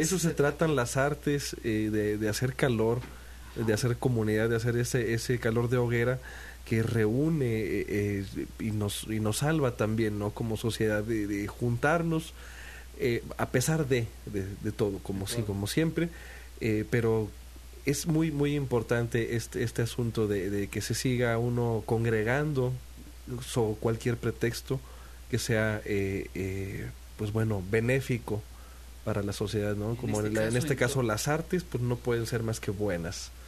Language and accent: Spanish; Tanquián, San Luis Potosí, Mexico; que yo soy de Tanquián, San Luis Potosí.